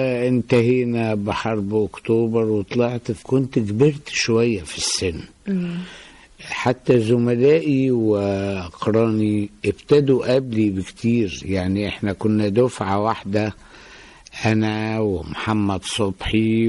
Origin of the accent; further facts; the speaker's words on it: Beni Suef Governorate, Egypt; also born or lived in Alexandria; أنا نشأت في محافظة بني سويف وقضيت فترة من حياتي هناك، ثم انتقلنا إلى الإسكندرية،